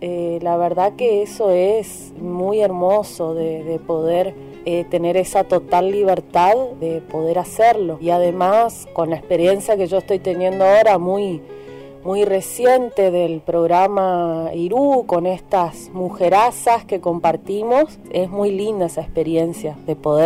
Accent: Goya, Corrientes, Argentina; soy de Goya Corrientes

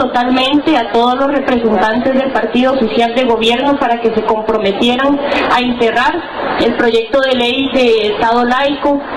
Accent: Costa Rica; Bueno, darles un saludo desde Costa Rica.

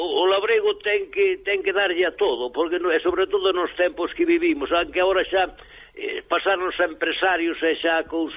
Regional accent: Mariz, Galicia, Spain; na miña parroquia, que se chama Mariz, ao lado de Chantada

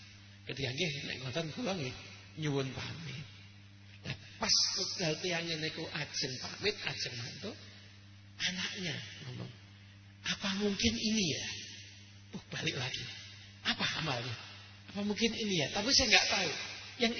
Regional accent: Surakarta, Central Java, Indonesia; Saya sebagai warga Solo, ya saya juga pernah hidup ada di luar kota dan juga pernah mondok di tempat di luar kota

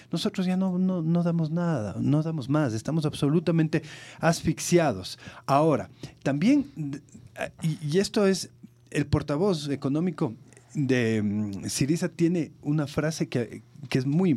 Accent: Ecuador; en el momento que nosotros como ecuatorianos denunciamos el pago ilegítimo de la deuda

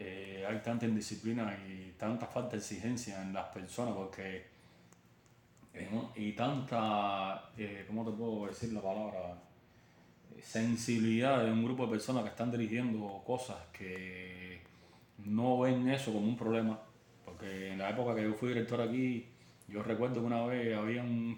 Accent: Cuba; Que como cubanos al fin nosotros somos muy negligentes.

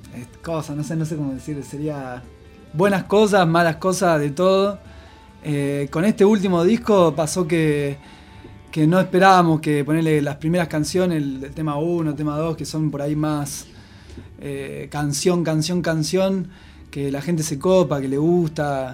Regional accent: Pergamino, Buenos Aires Province, Argentina; que nosotros somos de Pergamino y se vino de allá

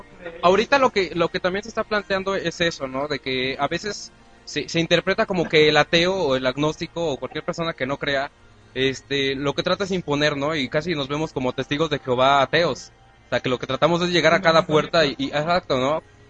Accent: Mexico; porque nos criamos en México

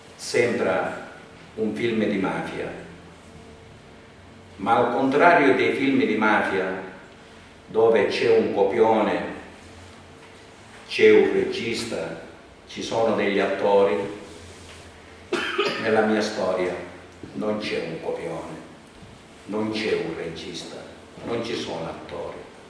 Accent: Scordia, Sicily, Italy; Vengo da Scordia, provincia di Catania, la capitale del commercio degli agrumi, dove vi sono le arance più dolci del mondo.

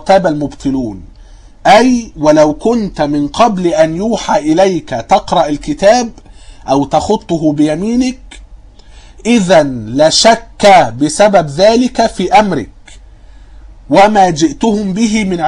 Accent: Egypt; وكنت قلت ان عندنا في مصر

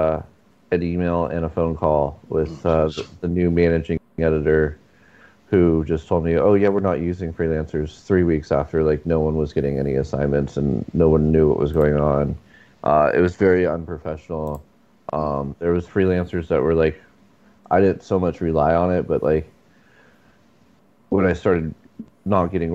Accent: San Diego, California, United States; now in Santa Barbara, United States; So yeah, born and raised in San Diego.

